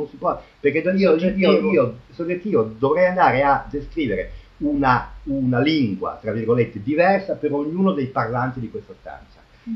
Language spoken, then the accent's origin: Italian; northern Italy, Italy; accent: vaguely northern Italian; Io ho un accento vagamente nord italico